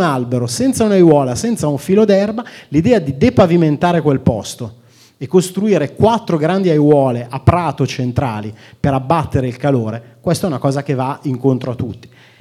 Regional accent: Milan, Lombardy, Italy; Io sono nato e cresciuto a Molino Dorino. Quando andavo al liceo, i miei compagni dicevano che io non abitavo alla periferia di Milano, ma alla periferia di Pero.

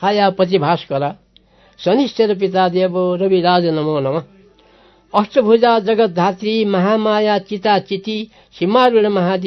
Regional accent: Dang, Lumbini Province, Nepal; also born or lived in Salyan; पहिले हामीले तिम्रो घर कहाँ हो भनेर कसैले सोध्यो भने दाङ सल्यान भन्थ्यौँ, किनभने हामी 6 महिना दाङमा बस्ने, 6 महिना सल्यानमा बस्ने

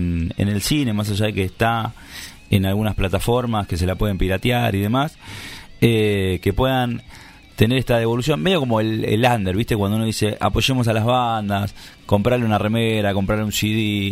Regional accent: General Rodríguez, Buenos Aires Province, Argentina; Para los que somos de Rodríguez, nos queda cerca.

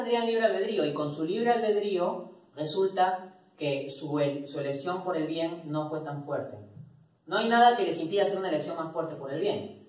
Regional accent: Peru; born there; yo nací en Perú, yo no elegí nacer en Perú, ¿no? Actúo dentro de ese contexto en que nací en Perú.

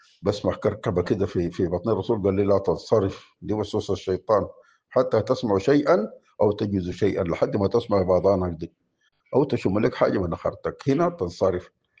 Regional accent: Sudan; ونحن عندنا في السودان

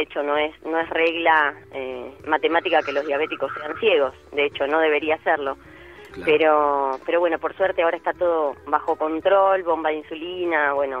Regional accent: Carlos Tejedor, Buenos Aires Province, Argentina; yo estoy en el patio de casa, soy de Carlos Tejedor, el pueblo del Loco Gatti.

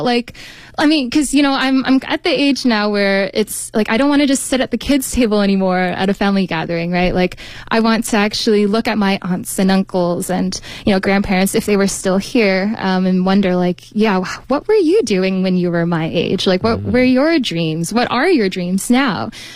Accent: United States; born there; I am American born. My parents are from Malaysia, but ethnically we are part of the, I guess, overseas Chinese diaspora.

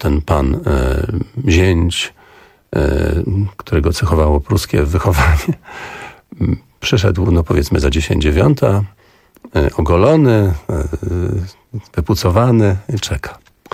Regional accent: Augustów, Podlaskie Voivodeship, Poland; Ja pochodzę z Augustowa. Tam jest pani, która wyjechała z Augustowa, ale stamtąd pochodzi. Podlasie, powiedzmy. Raczej takie spokojne życie.

